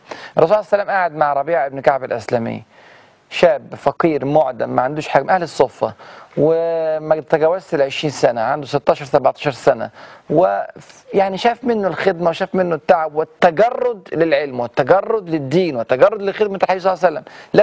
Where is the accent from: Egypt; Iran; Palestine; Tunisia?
Egypt; زي ما بيسموه عندنا في مصر يعني